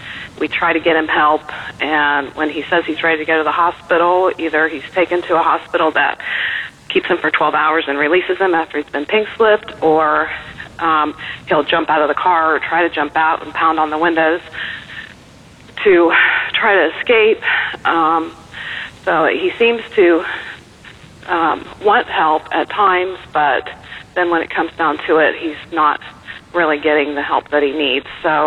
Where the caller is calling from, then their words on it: Ohio, United States; I'm calling from Ohio, and I'm sorry, I'm nervous.